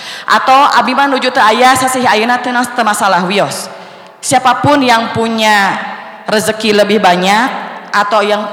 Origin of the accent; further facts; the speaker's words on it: Cipari, Central Java, Indonesia; saya itu merasa bahwa saya dibesarkan di Cipari, dididik di Cipari